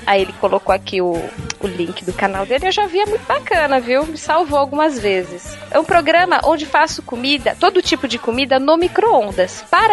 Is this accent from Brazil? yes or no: yes; Guarujá, São Paulo, Brazil; Então, eu sou do Guarujá.